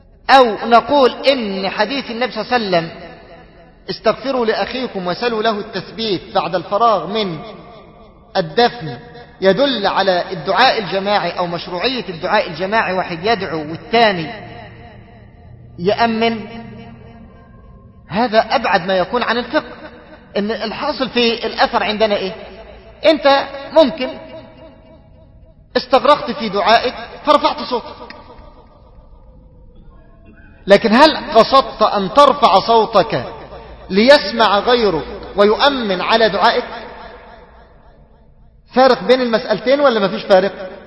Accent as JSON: {"language": "Arabic", "town": "Mansoura", "region": "Dakahlia", "country": "Egypt", "said": "عندنا بالمنصورة"}